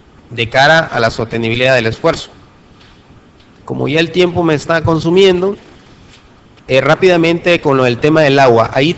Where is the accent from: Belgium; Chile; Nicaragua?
Nicaragua; como buen Nica, somos muy dados a las consignas.